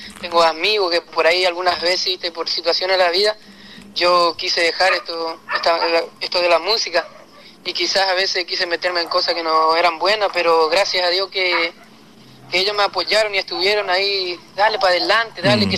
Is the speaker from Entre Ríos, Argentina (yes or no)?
no; Goya, Corrientes, Argentina; now in Santa Lucía, Argentina; Desde que yo vine de Goya empecé a escribir acá en Santa Lucía.